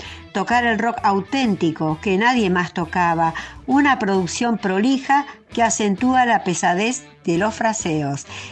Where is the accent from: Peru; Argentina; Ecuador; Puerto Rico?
Argentina; Quilmes, Buenos Aires Province; Quilme, ¿por qué me olvido siempre de Quilme, de mis pagos de Quilme?